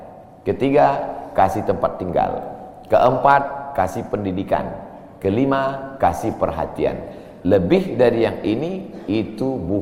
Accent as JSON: {"language": "Indonesian", "town": "Medan", "region": "North Sumatra", "country": "Indonesia", "said": "Saya dari Medan. Ada juga orang kampung saya di sini."}